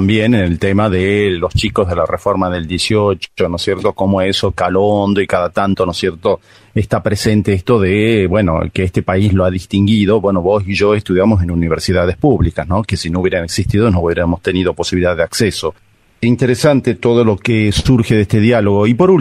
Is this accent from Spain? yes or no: no; Argentina; nosotros tenemos una memoria como argentinos